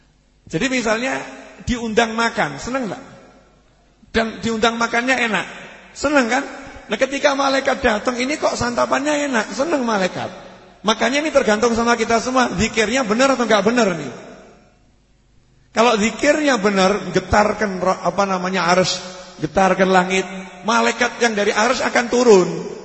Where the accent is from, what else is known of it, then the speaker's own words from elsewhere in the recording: Java, Indonesia; Saya sebagai orang Jawa tersinggung kok begitu-begitu kan.